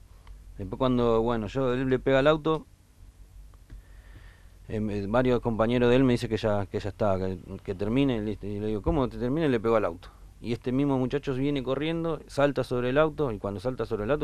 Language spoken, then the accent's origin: Spanish; Tigre, Buenos Aires Province, Argentina; De Tigre.